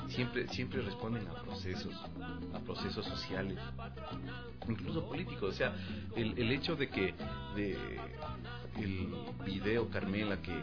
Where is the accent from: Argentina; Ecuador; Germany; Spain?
Ecuador; es una manera de reconocernos como ecuatorianos, verdaderos ecuatorianos